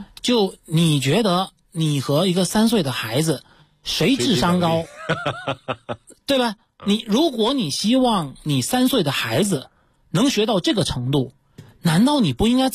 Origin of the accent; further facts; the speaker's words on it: Fujian, China; accent: southern; 那像我是有南方口音的。那我这个还算好的，那我好多同学，因为我福建人